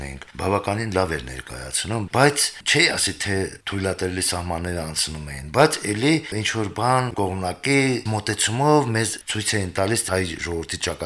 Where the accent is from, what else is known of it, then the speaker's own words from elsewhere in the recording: Stepanakert, Nagorno-Karabakh, Azerbaijan; Իմ մանկության Ստեփանակերտը շատ ուրիշ էր։